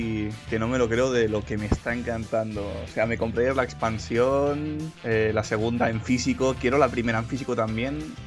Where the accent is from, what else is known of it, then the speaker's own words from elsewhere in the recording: Catalonia, Spain; soy catalán